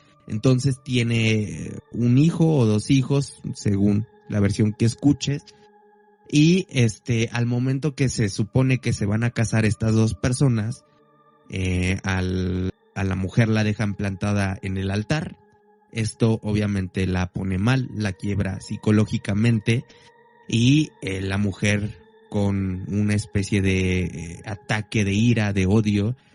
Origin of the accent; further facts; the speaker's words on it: Mexico; Yo creo que como mexicano es una de las leyendas que con la que tuviste contacto, uh-huh, desde muy pequeña edad.